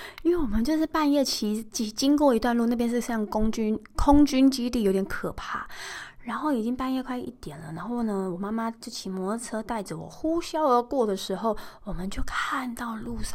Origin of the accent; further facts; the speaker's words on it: Taiwan; 我们台湾人其实蛮常被人家说哦，你怎么那么鸡婆啊干嘛